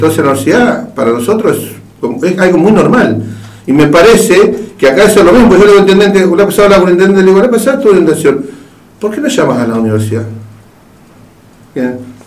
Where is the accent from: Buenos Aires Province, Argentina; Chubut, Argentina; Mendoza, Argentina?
Chubut, Argentina; Comodoro Rivadavia; Yo me crié en Comodoro, vengo de una familia de trabajadores muy humilde